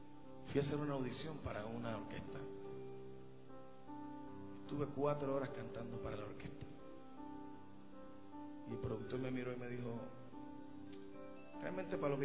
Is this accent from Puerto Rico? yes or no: yes; Puerto Rico; Y gracias a Dios allá en mi país, Puerto Rico, se nos dio la oportunidad